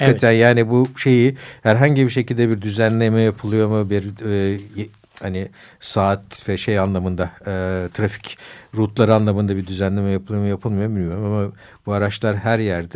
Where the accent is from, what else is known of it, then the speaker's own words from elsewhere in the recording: Kadıköy, Istanbul, Turkey; Bir Kadıköy'lü olarak evet yani İstanbul'un o bölgesinde